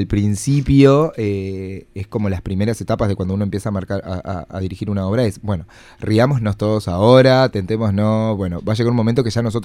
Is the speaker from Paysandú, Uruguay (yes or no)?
yes; Paysandú, Uruguay; now in Montevideo, Uruguay; Yo soy de Paysandú.